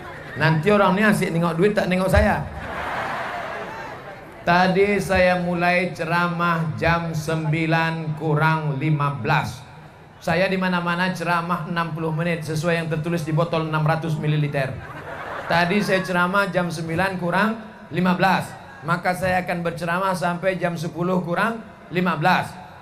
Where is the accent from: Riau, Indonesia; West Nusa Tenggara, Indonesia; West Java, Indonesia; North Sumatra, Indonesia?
Riau, Indonesia; moved away as an adult; Saya dari Riau ke Kairo. 98 naik pesawat.